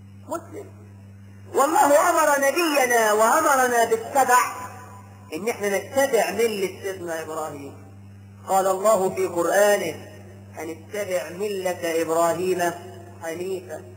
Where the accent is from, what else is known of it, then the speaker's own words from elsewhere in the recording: Egypt; ده احنا كمصريين بنسمي الواحد اسمين مش لقب حتى